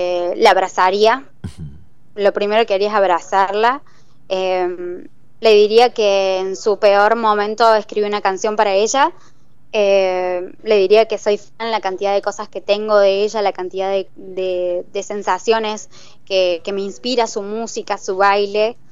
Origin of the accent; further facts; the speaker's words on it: Córdoba, Argentina; que soy de Argentina, de Córdoba